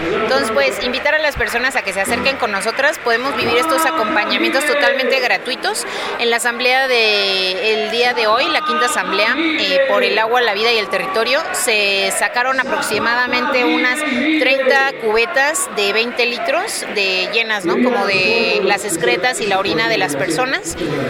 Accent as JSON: {"language": "Spanish", "region": "Oaxaca", "country": "Mexico", "said": "yo vengo del territorio de Oaxaca, ¿no? Y allá, pues, el tema de las pipas de agua se ha disparado, ¿no?"}